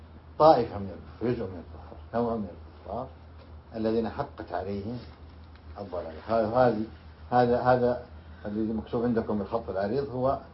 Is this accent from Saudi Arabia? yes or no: yes; Riyadh, Riyadh Province, Saudi Arabia; لذلك عندنا في الرياض في نجد يقولون عطبة